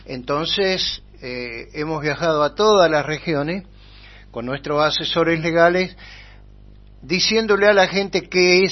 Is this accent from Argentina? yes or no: yes; La Pampa, Argentina; también integro la Comisión Normalizadora del Centro Nacional y soy de la provincia de La Pampa.